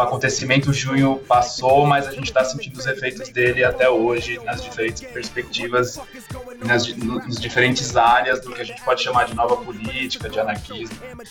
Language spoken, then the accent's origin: Portuguese; São Paulo, Brazil; eu sou de São Paulo